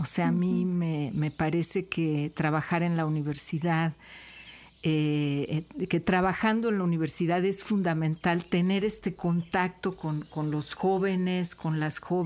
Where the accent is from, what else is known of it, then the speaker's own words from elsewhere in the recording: Mexico City, Mexico; born there; moved away as an adult; now in Xalapa, Mexico; Veracruzana desde hace muchos años, de hecho más de 30. Desde que llegué a Jalapa, yo nací en la Ciudad de México. Ahí estudié en la Universidad Nacional Autónoma de México